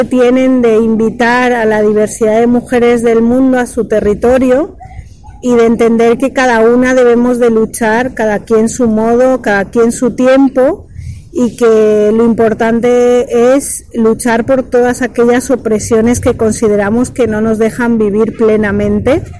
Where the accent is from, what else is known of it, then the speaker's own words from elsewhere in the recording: Valencia, Valencian Community, Spain; now in Mexico; soy de Valencia, pero me reconozco adicta a México. Llegué también como Didi. Bueno, yo llegué hace 20 años a México